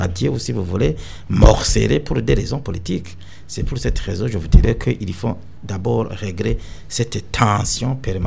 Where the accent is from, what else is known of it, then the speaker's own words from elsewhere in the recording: Burundi; nous sommes tous des Burundais, nous travaillons tous pour le Burundi